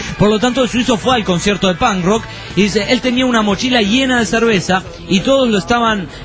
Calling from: Uruapan, Michoacán, Mexico; de Urupán, México.

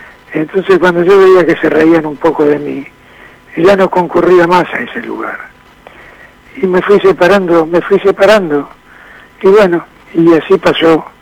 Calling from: Floresta, Buenos Aires, Argentina; de Floresta.

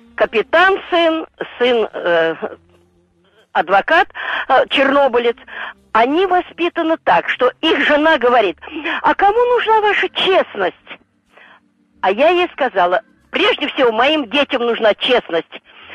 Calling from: Lipetsk, Lipetsk Oblast, Russia; Я из Липецка говорю.

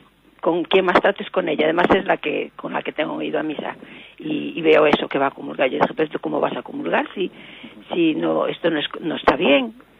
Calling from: A Coruña, Galicia, Spain; de La Coruña.

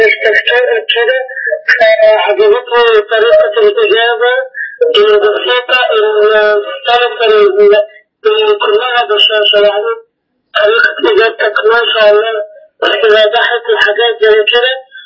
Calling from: Algeria; بتكلم من الجزائر انا

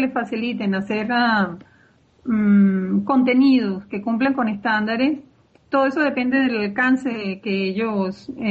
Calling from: Caracas, Capital District, Venezuela; Yo estoy en Caracas, en Venezuela.

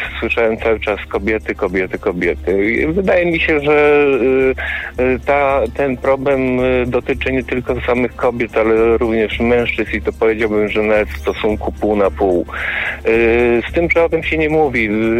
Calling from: Subcarpathian Voivodeship, Poland; Ja dzwonię z mojej wioski koło Tarnobrzega.

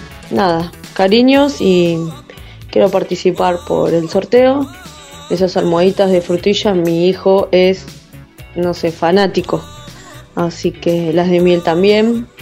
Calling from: Quilmes, Buenos Aires Province, Argentina; soy de Quilmes.

